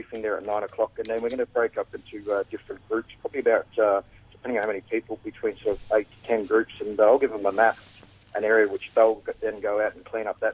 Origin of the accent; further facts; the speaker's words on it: Australia; accent: Australian; I've got an Australian accent, and I grew up in Australia